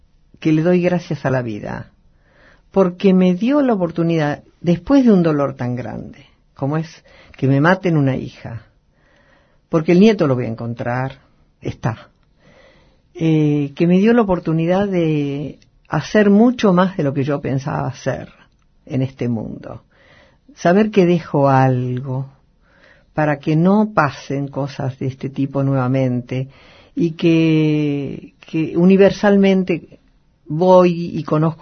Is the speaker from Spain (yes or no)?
no; Argentina; Bueno, a ver, yo soy una mujer argentina, una mujer común.